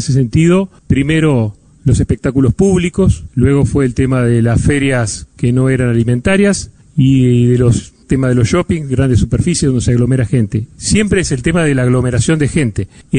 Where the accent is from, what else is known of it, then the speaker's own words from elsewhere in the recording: Uruguay; al comportamiento que nos caracteriza como uruguayos